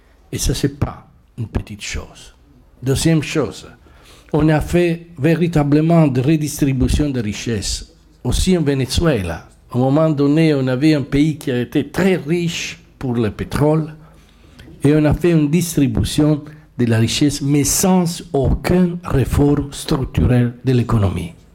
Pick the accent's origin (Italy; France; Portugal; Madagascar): Italy; French is a second language; Je viens d'Italie, je représente une des confédérations syndicales italiennes.